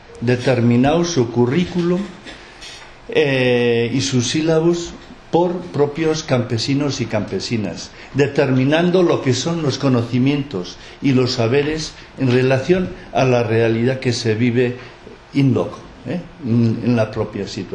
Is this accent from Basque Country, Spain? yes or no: yes; Lekeitio, Basque Country, Spain; Entonces, yo soy de Lequeitio.